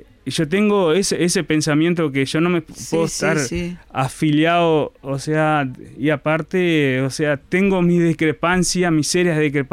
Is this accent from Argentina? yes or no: no; Bella Unión, Artigas, Uruguay; yo soy de Bella Unión. Nací, me crié dentro del sindicato de Utaca